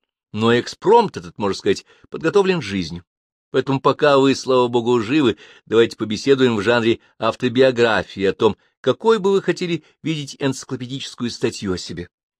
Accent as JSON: {"language": "Russian", "region": "Moscow", "country": "Russia", "tie": "born there", "said": "Я родился в Москве."}